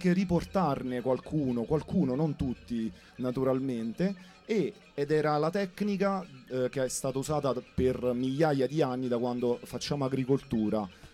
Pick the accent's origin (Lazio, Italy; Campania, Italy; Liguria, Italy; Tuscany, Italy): Campania, Italy; io vengo dalla provincia di Salerno